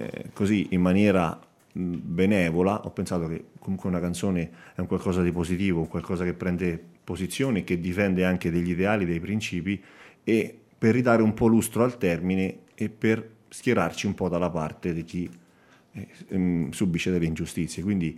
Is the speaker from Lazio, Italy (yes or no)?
yes; Petrella Salto, Lazio, Italy; also born or lived in Rome; Io vengo da Petrella Salto, quindi i miei genitori sono originari di lì, anche se io sono nato a Trastevere perché per via del lavoro che faceva all'epoca mio padre. E quindi io vivo da 20 anni ormai in maniera stabile in un paese dell'Appennino laziale, a un'oretta da Roma.